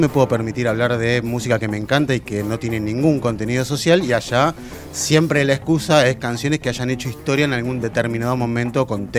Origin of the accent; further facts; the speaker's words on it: Argentina; Soy el periodista argentino, deduzco que soy él.